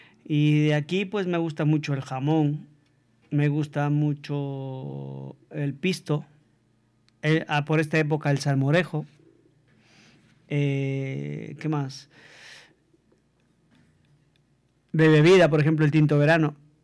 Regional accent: Quito, Pichincha, Ecuador; yo crecí en un barrio en Ecuador, en Quito, que se llama Bellavista.

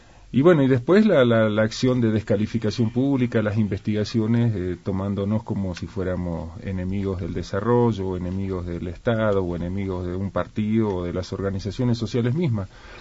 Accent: Argentina; moved away; Soy abogado, soy argentino, hace 22 años que vivo aquí, y estoy casado, tengo 3 hijas, mujeres.

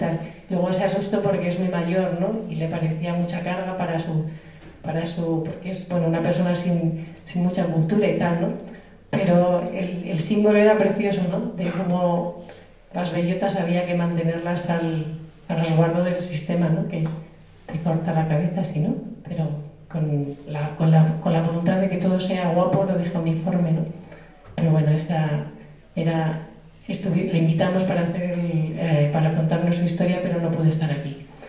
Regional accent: Barakaldo, Basque Country, Spain; Y en Maracaldo, en mi pueblo, estuve levantando varias

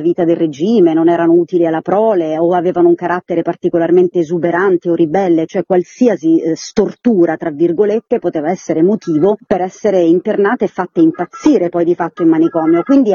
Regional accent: Teramo, Abruzzo, Italy; Io tra l'altro sono abruzzese teramana e a Teramo c'è stato uno dei più grandi manicomi in Italia

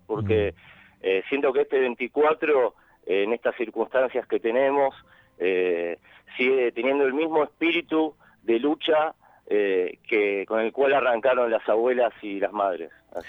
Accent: San Justo, Buenos Aires Province, Argentina; born there; yo nací en el 76 en La Matanza, sí, en San Justo. Mi viejo, él fue militante, se llama

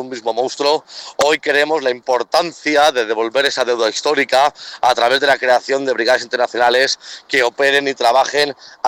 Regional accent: Spain; yo vengo del Estado español, actualmente vivo en Madrid.

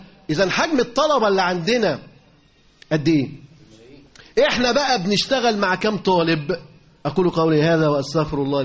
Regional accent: Alexandria, Alexandria Governorate, Egypt; عدد المدارس اللي موجودين عندنا في اسكندرية

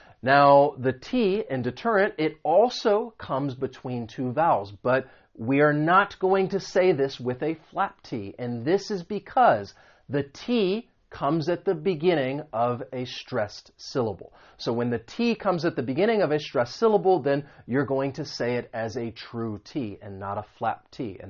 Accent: the South, United States; well, I grew up in the South, but there are quite a few different places all over the country where I have lived.

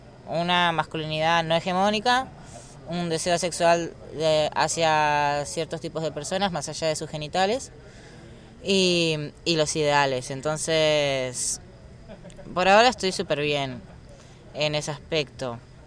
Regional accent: Argentina; moved away; yo soy de Argentina y estoy acá hace poco

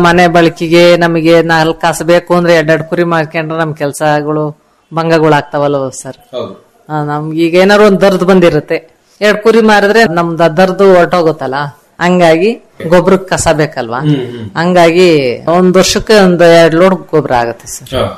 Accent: Mangalapura, Karnataka, India; ಅಲ್ಲೇ ಕಟ್ಟೆ ಇದೆ ಸರ್, ಒಂದು ನಮ್ಮೂರಲ್ಲಿ ಮಂಗಳಾಪುರದಲ್ಲಿ, ಆ ಕಟ್ಟೆ ಹತ್ರ ಎಲ್ಲ ಬೇಕಾದಷ್ಟು ಮೇವು ಇರುತ್ತೆ ಸರ್.

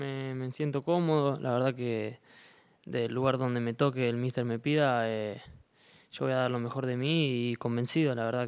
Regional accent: Argentina; moved away as an adult; now in Elche, Spain; yo vine de Argentina, es otra cosa ya, esto es Europa

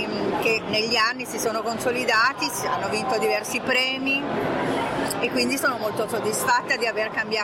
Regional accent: Milan, Lombardy, Italy; moved away as an adult; io sono di Milano e sono andata in Toscana nell'83 come scelta di vita.

